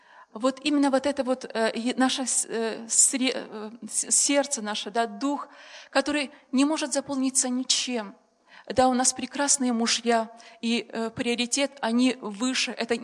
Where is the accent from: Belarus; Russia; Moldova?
Moldova; У нас в семье 9 детей. Я сама родом из Молдавии.